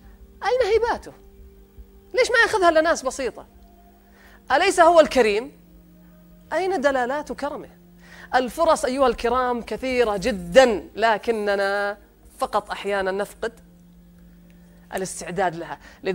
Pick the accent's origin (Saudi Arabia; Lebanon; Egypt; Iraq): Saudi Arabia; لذلك إحنا عندنا في السعودية نسبة اللي يصدر من الأموال للخارج 96 مليار سنويا